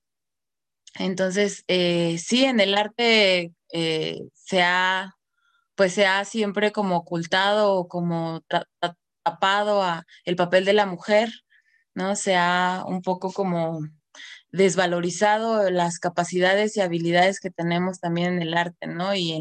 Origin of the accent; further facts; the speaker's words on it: Mexico City, Mexico; born there; tengo solo 7 meses viviendo acá. Yo nací en la Ciudad de México, soy maestra de violín